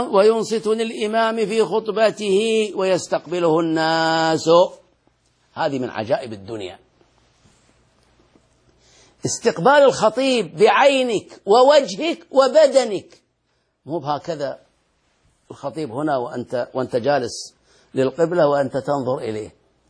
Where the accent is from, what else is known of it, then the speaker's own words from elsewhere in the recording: Bahrain; أنا شاهدته وأنا صغير آتيه في البحرين في المسجد الذي بجوار بيتي